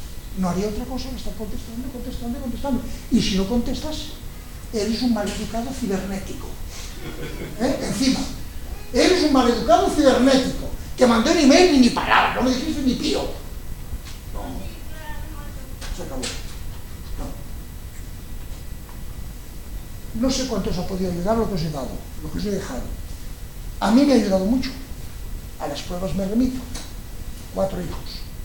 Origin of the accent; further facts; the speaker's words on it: Catalonia, Spain; como él es catalán y también soy catalán